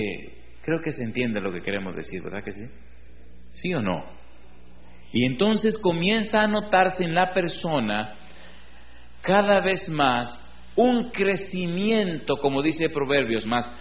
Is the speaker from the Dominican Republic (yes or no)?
yes; Dominican Republic; Recuerdo en mi país hay un lugar precioso, se llama Jarabacoa.